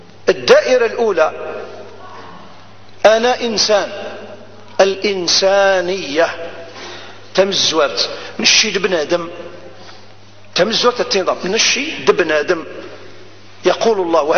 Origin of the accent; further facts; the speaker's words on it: Algeria; أنا جزائري، أنا جزائري